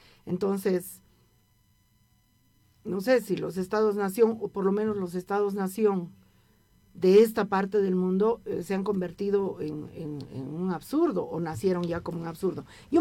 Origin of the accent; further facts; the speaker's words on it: Bolivia; desde este lugar que ocupo como lesbiana, como mujer, como boliviana, entre comillas.